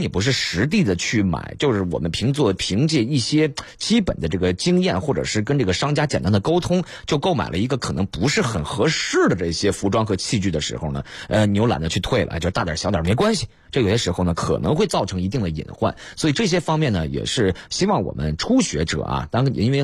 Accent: Northeast China, China; 我老家东北人

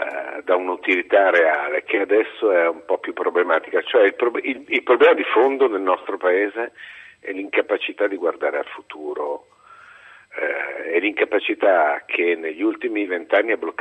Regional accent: Milan, Lombardy, Italy; now in Rome, Italy; io sono milanese, sono lombardo, E tutte le volte, abito a Roma da anni, tutte le volte che torno al nord

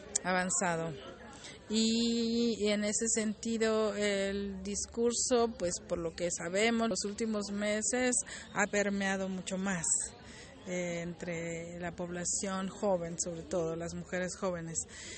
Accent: Mexico; vengo de México

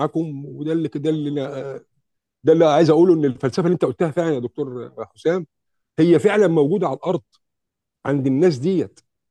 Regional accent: Egypt; فاحنا كمصريين بالشوفونيه بتاعتنا بنقول احنا اللي احنا احسن

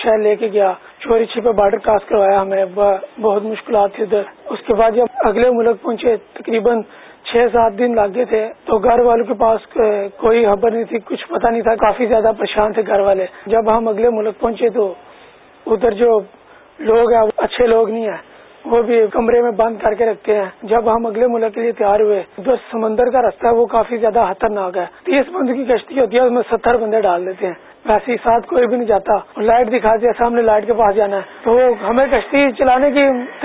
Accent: Gujrat, Punjab, Pakistan; میرا تعلق گجرات سے ہے

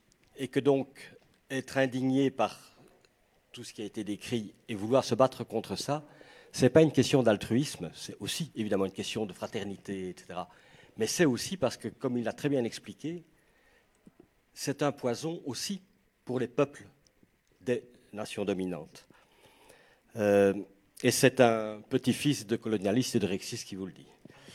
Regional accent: Belgium; Et chez nous, en Belgique

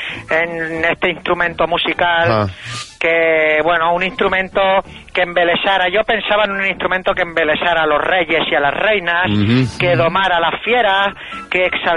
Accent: Mataró, Catalonia, Spain; Soy de Mataró de la Costa.

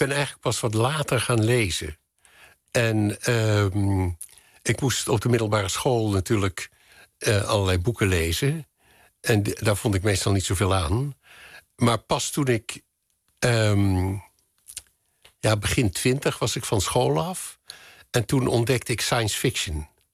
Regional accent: Netherlands; also born or lived in England / France; Maar ik ben een Nederlander. En ik heb een tijd in Engeland gewoond en ik heb een tijd in Frankrijk gewoond. En dat vind ik allemaal hartstikke leuk. Maar in Nederland is waar ik me thuis voel. Maar binnen Nederland, ik ben inmiddels zo vaak verhuisd

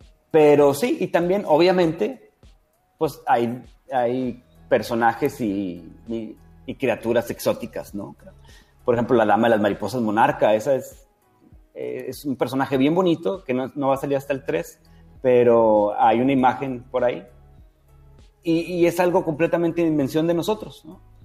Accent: Mexico; porque pues somos mexicanos, ¿no?

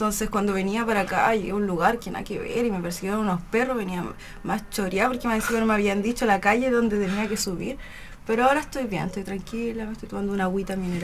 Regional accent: Chillán, Ñuble, Chile; also born or lived in Concepción; Yo nací en Concepción, pero después me fui a vivir a Chillán y con mi madre. Y en Chillán me fui a vivir al campo, ¿ya?

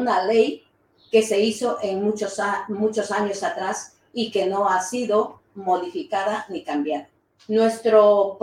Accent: Ecuador; now in Spain; Soy ecuatoriana, llevo aquí en Euskal Herria 21 años

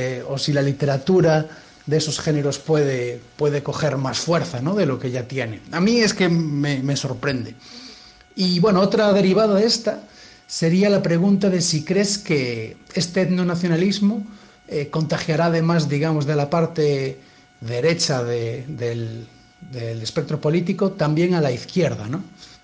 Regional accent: Galicia, Spain; En mi tierra, en Galicia, siempre hubo una cierta resistencia al centralismo

